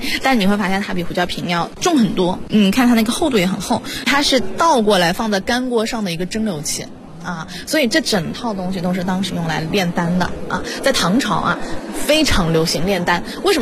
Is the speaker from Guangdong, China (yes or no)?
no; Changsha, Hunan, China; 因为在我家乡长沙就有这么喝茶的，我们叫擂茶